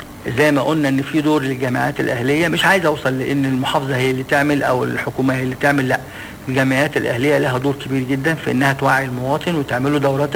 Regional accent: Egypt; ولكن احنا كمصريين عندنا حاجة مش كويسة ان احنا بنستعجل النتائج.

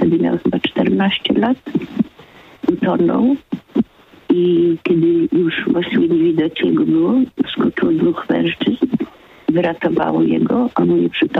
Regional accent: Nakło nad Notecią, Kuyavian-Pomeranian Voivodeship, Poland; pan, który z mojego rodzinnego miasta dzwonił z Nakła

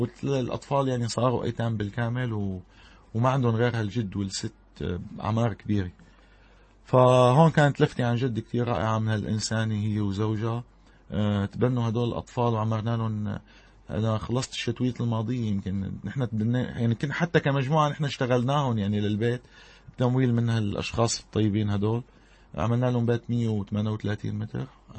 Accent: Syria; ونحن كسوريين عانينا كثير بهالحرب الظالمة هيدي

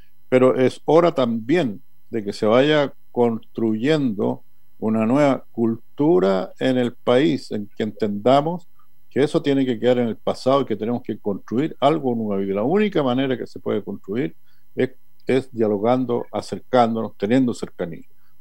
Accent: Chile; porque todos somos chilenas y chilenos y nos cabe una responsabilidad al respecto.

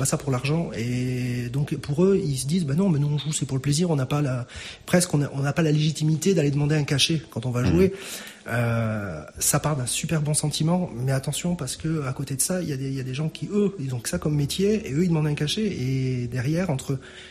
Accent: Bayonne, Nouvelle-Aquitaine, France; J'ai toujours été bien reçu chez nous, dans le Sud-Ouest, enfin sur Bayonne et sa région.

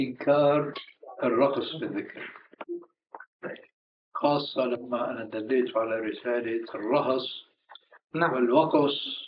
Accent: Syria; المدارس القديمة عندنا في الشام عبارة عن طابقين في باحة سماوية واسعة فيها بحيرة.

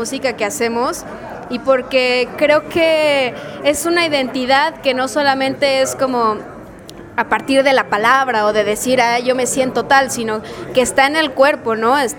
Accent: Mexico; estamos diciendo, pues nosotros somos, pues, mexicanos, somos latinoamericanos, ¿no?

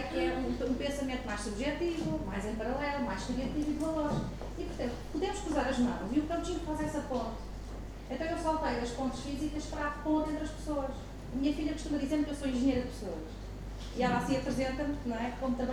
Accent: Portugal; born there; eu nasci cá, nasci em Portugal, ainda para mais, isto é uma particularidade, nasci no dia 10 de junho, que é o dia de Portugal

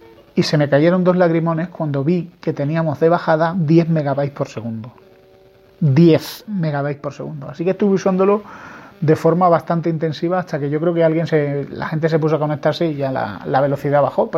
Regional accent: Spain; soy español

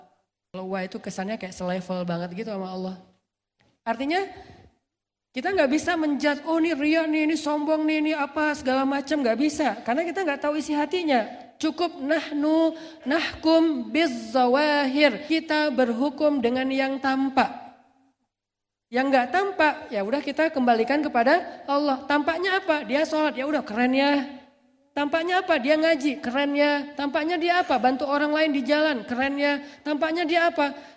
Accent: Aceh, Indonesia; Saya waktu kecil kan di Aceh itu rumah saya depan rumah laut, belakang rumah gunung.

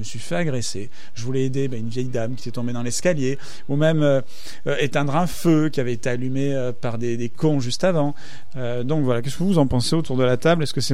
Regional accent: Marseille, Provence-Alpes-Côte d'Azur, France; Moi, je viens de Marseille, il y a des endroits où tu peux même plus rentrer.

